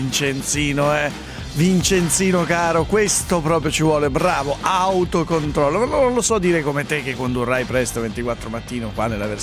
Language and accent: Italian; Piateda, Lombardy, Italy; a Valbona, la mia Valbona Piateda, meno un grado, dove ho passato l'infanzia, a Valbona. Valbona, Sondrio.